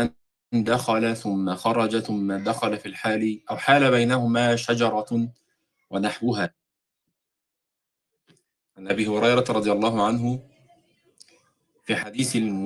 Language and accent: Arabic; Egypt; مر على عيال مثل ما احنا بنسميهم عندنا في مصر بيلعبوا في الشارع كده